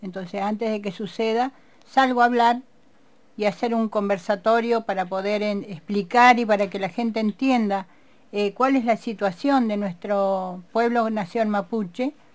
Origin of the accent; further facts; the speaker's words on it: Bariloche, Río Negro, Argentina; vengo de Bariloche y mi fuerza es el Nahuel Huapi.